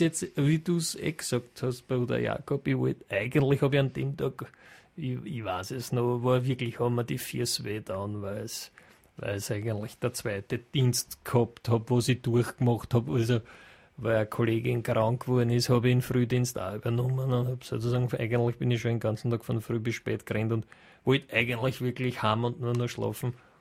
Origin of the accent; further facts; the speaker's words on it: Cologne, North Rhine-Westphalia, Germany; ich habe damals gearbeitet in Vorarlberg und ich war auf Saison als Kölnerin